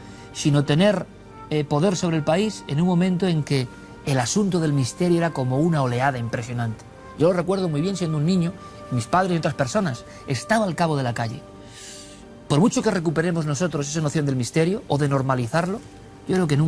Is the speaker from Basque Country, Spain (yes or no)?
yes; Vitoria, Basque Country, Spain; born there; Somos, por lo menos yo por edad, niño de la transición, y encima nací en Vitoria.